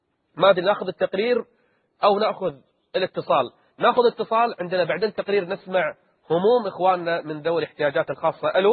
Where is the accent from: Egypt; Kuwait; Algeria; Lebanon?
Kuwait; حتى عندنا بالكويت ما يعطى كل المعاش